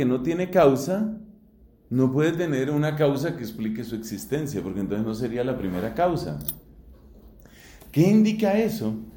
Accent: Bogotá, Colombia; born there; yo soy un ser humano que nací en Bogotá y nací de mis papás que se llaman Bernardino y María del Socorro.

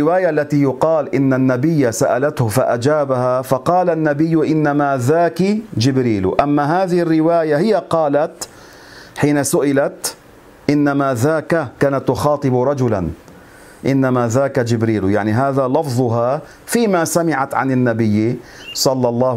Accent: Lebanon; يعني عندنا في لبنان بيقولوا شعر بخشي لأنه وحده

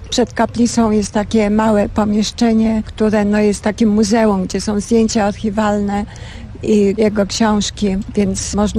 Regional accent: Mińsk Mazowiecki, Masovian Voivodeship, Poland; w mojej rodzinnej miejscowości pod Warszawą, w Mińsku Mazowieckim, byłam bierzmowana przez księdza prymasa.

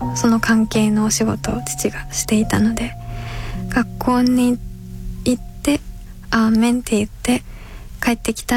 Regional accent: Kyoto, Japan; そして京都出身で ですね。父親が京都の人で母親は東京の人です。子供の頃からカトリックの学校に行って、

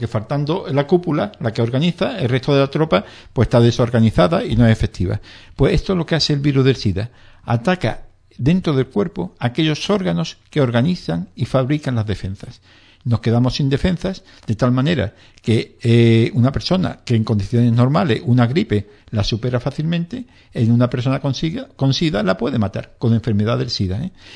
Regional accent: Andalusia, Spain; accent: Andalusian; yo creo que no sé pronunciar la S, como andaluz que soy

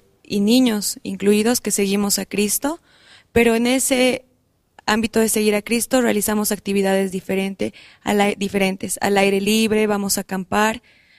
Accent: La Paz, Bolivia; como ya lo dijiste. Yo vengo de la comunidad adventista de Cochabamba, soy de La Paz

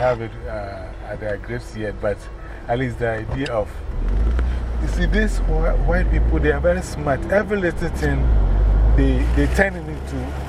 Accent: Ghana; English is a second language; Because when we're learning English in Ghana, they say yes, please, no, thank you.

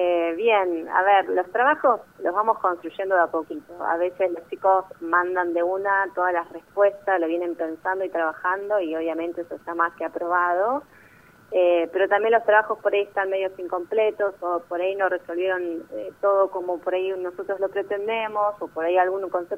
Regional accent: Ushuaia, Tierra del Fuego, Argentina; moved away as an adult; Yo soy nacida y criada en Ushuaia, provincia de Tierra del Fuego, así que de allí hice mi primaria, mi secundaria, jardín, y después a los 18 años me fui a estudiar a Buenos Aires

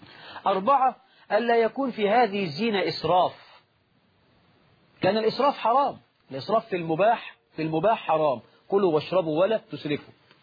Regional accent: Egypt; طبعا النهاردة نقول الشباب عندنا في مصر

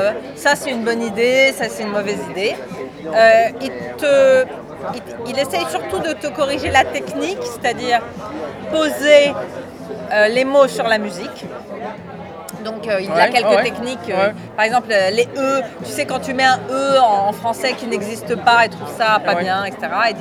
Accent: France; oui, je suis française

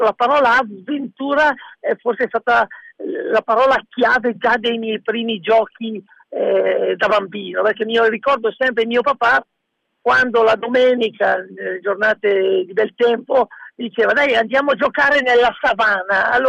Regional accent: Bergamo, Lombardy, Italy; born there; io sono nato a Bergamo nel 1967, il 27 ottobre, quindi ho anche da poco compiuto gli anni.

